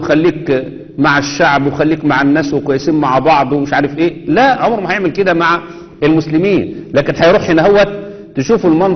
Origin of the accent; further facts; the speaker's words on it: Egypt; اللي عندنا في مصر